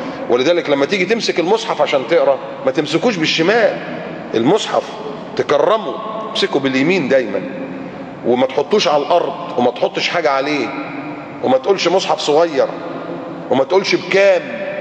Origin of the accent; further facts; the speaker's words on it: Egypt; زي نهر النيل عندنا في مصر بينبع من تحت من السودان ويمشي 1000 كيلو